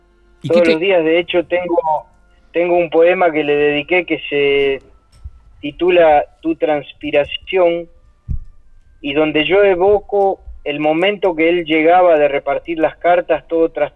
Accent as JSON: {"language": "Spanish", "town": "Quilmes", "region": "Buenos Aires Province", "country": "Argentina", "tie": "born there", "said": "Yo nací en Quilmes."}